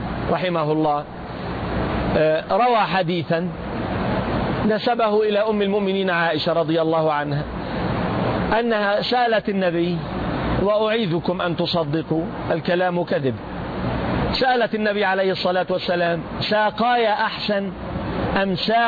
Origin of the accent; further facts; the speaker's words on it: Jerusalem, Palestine; عندنا في فلسطين في الأرض المقدسة نسميها العقيدة